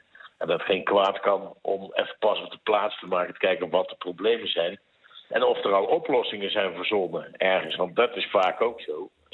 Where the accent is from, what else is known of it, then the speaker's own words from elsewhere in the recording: Mierlo, North Brabant, Netherlands; We hadden bij ons in het dorp, ik kom uit Mierlo, je bent er geweest.